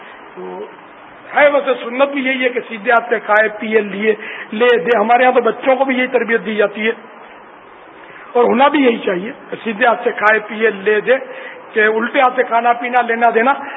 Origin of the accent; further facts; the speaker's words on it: Pakistan; ہمارا آبائی وطن تو ہند ہے لیکن اب ہم پاکستانی ہیں یار, پاکستانی بھی ہیں, ہندی بھی ہیں, ہم سندھی بھی ہیں, پنجابی بھی ہیں, پٹان بھی ہم سب ہیں.